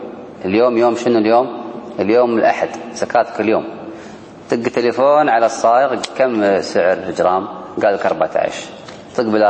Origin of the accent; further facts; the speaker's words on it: Kuwait; احنا عندنا في الكويت ما أدري عندكم